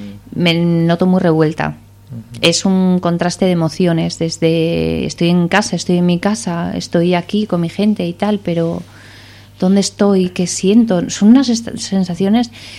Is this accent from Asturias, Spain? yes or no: yes; Asturias, Spain; yo vengo de Asturias, entonces es verde, es agua y hace frío y humedad, ¿no? Bueno, allí no hace tanta humedad